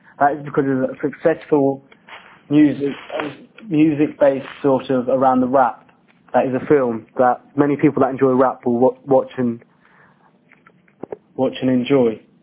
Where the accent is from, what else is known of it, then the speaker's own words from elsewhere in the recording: United Kingdom; He is just like me and many other boys who are born and bred in Britain